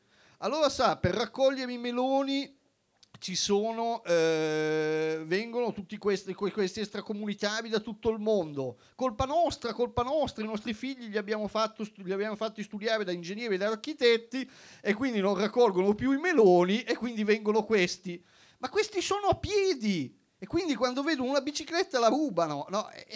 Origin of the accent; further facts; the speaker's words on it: China; perché sono cinese e a me interessano molto